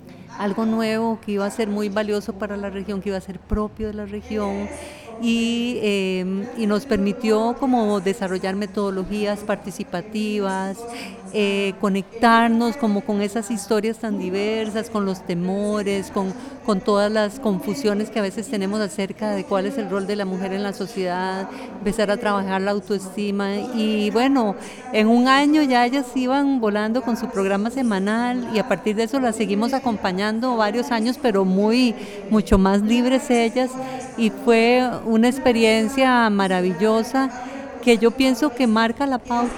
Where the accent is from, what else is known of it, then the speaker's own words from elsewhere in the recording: Costa Rica; nosotras, que venimos de Guanacaste y de San José, hacer un programa aquí.